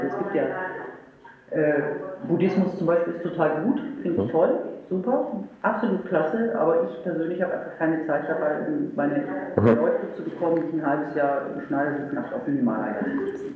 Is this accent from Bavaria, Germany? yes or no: no; Meerbusch, North Rhine-Westphalia, Germany; Weil ich komme aus Meerbusch, das ist nicht eine ganz kleine Ecke.